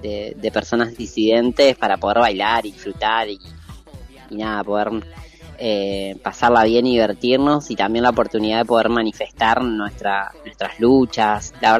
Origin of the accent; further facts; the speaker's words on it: Argentina; moved away as an adult; Lo que nos pasa a nosotros los argentines.